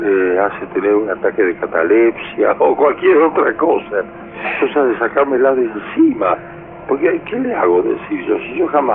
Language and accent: Spanish; Camilo Aldao, Córdoba, Argentina; se reunían unas viejitas, ahí en Camilo Aldao, mi pueblo, en la provincia de Córdoba